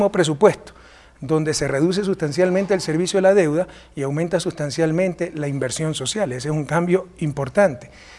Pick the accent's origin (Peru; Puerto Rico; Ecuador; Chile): Ecuador; Guayaquil, Guayas; soy de Guayaquil.